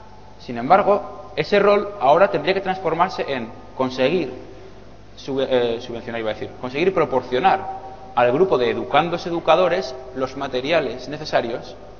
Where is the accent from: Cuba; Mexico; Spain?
Spain; Zaragoza, Aragon; el Hack Club en Zaragoza, de donde vengo yo